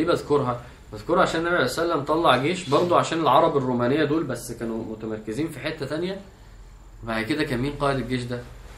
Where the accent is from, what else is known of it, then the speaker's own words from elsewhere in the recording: Egypt; احنا كمصريين فعلا في كميه كرياتيفيتي في الفكاهه والميمز فظيعه فعلا